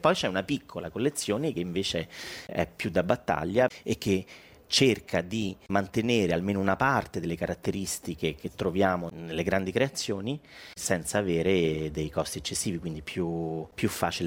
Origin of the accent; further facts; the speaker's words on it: Rome, Lazio, Italy; io sono romano